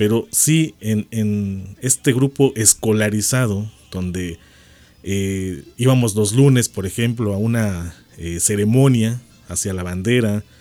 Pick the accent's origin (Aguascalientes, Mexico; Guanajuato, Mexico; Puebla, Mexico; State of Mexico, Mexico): Puebla, Mexico; Cholula; Y yo lo que di como respuesta fue, es que yo no soy poblano, soy chorulteca.